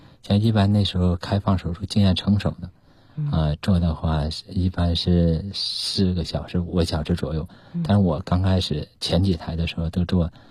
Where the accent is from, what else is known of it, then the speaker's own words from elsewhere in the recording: Anshan, Liaoning, China; born there; 因为我小时候呢出生在一个矿区。我父母都是工程师，在鞍山，鞍钢，还有个矿区。